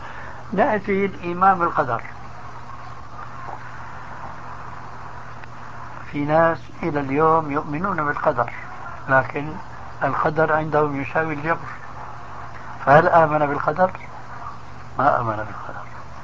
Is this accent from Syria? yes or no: yes; Syria; كانوا من كما يقولون عندنا في سوريا في الجماعة من عظم الرقبة